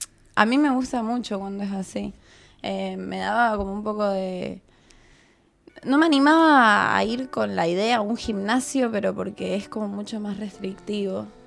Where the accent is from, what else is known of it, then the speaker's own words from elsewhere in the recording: San Juan, Argentina; De San Juan.